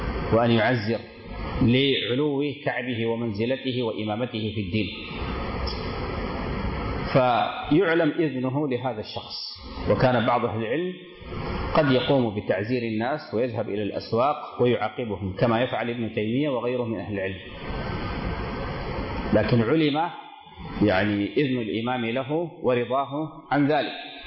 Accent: Sudan; كما يعبر واحد من الدكاترة عندنا في السودان

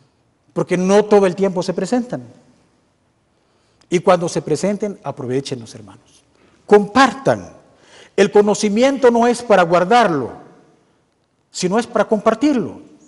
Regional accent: Guatemala; Somos guatemaltecos. Y les vuelvo a decir, estamos todavía en Guatemala.

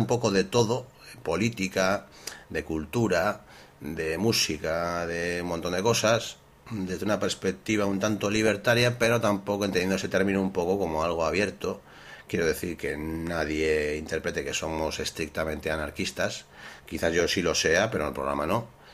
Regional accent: Bilbao, Basque Country, Spain; Somos de Bilbo. Bueno, yo no sé, bueno. En fin, de Vizcaya.

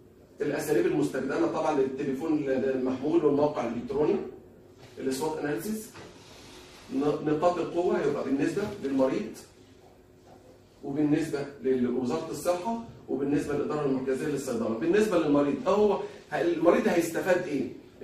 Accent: Egypt; إحنا كمصريين لما بنروح نشتري الدواء

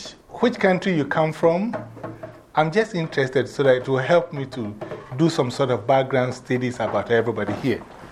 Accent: Ghana; I'm originally from Ghana, West Africa.

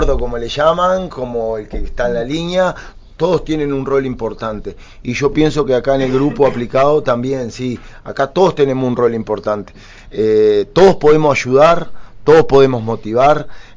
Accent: Durazno, Uruguay; mi pueblo, la gente de Durazno, siempre me ha apoyado, siempre ha estado conmigo.

